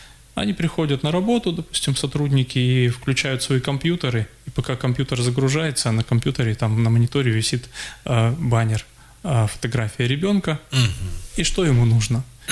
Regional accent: Siberia, Russia; Вот я думаю, что все-таки мы, сибиряки, русские люди, должны быть добрыми.

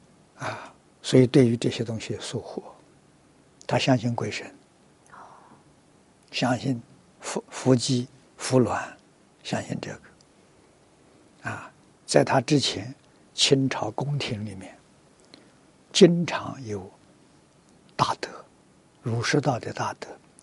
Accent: Fujian, China; 我小时候住福建，福建人很喜欢，很喜欢搞这个

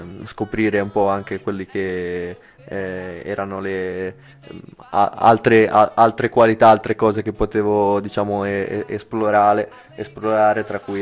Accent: La Spezia, Liguria, Italy; Perché io sono spezzino, sono ligure, vengo dal mare e non da queste colline. Ma qua ci sono arrivato.

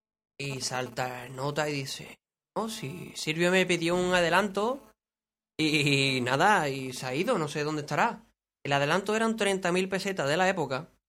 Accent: Seville, Andalusia, Spain; a los que somos de aquí de Sevilla

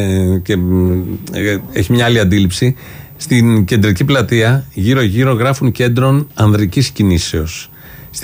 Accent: Ilioupoli, Attica, Greece; born there; Ζούσε ανέκαθεν στην Ηλιούπολη σε άλλη περιοχή. Το είπα καθαρά. γεννήθηκα στην Ηλιούπολη.

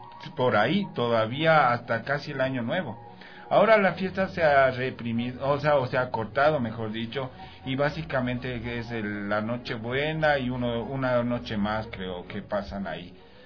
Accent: Quito, Pichincha, Ecuador; antes de eso estuve en los límites de Quito, era el barrio El Recreo, que era ya la parte del límite

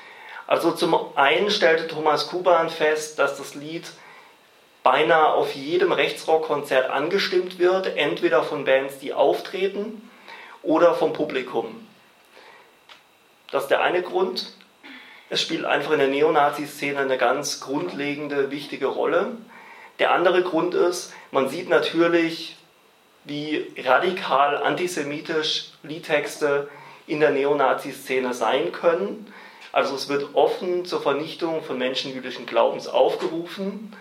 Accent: Baden-Württemberg, Germany; ich komme eigentlich aus dem Main-Tauber-Kreis im Nordosten von Baden-Württemberg und mache dort seit rund 5 Jahren politische Arbeit

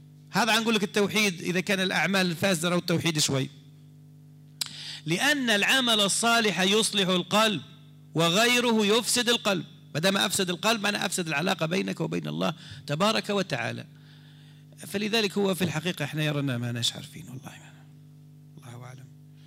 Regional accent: Algeria; أنا مواطن جزائري

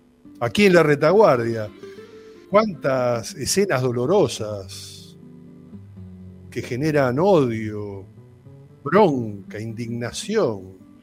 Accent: Argentina; No, somos argentinos. Y somos argentinos con esta característica.

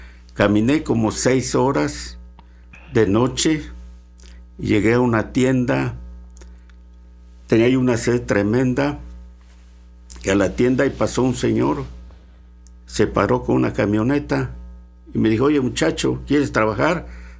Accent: Ciudad Mendoza, Veracruz, Mexico; moved away as an adult; Me fui a México. Tenía yo 22 años. Nunca había salido de mi pueblo, de Ciudad Mendoza.

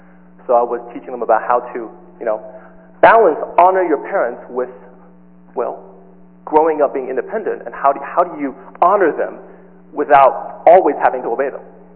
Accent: Los Angeles, California, United States; As I was growing up in Los Angeles in a Chinese church, two types of sermons on Father's Day.

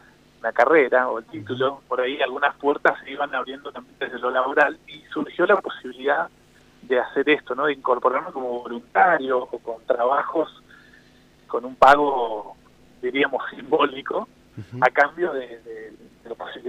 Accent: Bariloche, Río Negro, Argentina; nací en la zona cordillerana, pero incluso ahí mismo, nací en Bariloche, pero desde muy pequeñito con mi familia nos movíamos por cuestiones laborales de mis viejos y de mis abuelitos también, entre Bariloche, Villa Langostura, hay un paraje que es Guiriguao, San Luis de los Leones, que es una zona ya precordillerana

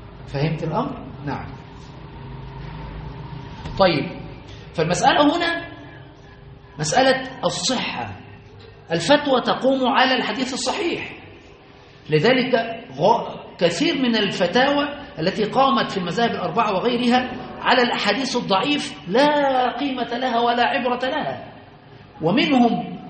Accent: Aswan Governorate, Egypt; لما هناك عندنا في أسوان كنا صغار

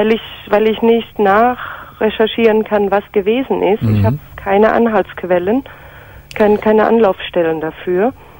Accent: Rhineland-Palatinate, Germany; In der Pfalz.

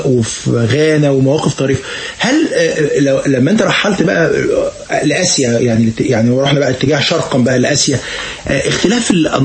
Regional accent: Egypt; اظن السودان ليها مكانه عندك ومكانه عندنا كمصريين

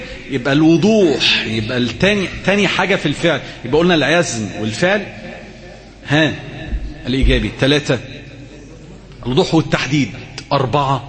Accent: Alexandria, Alexandria Governorate, Egypt; كنا زمان كنا في منطقه عندنا في اسكندريه اسمها حاره البقطريه

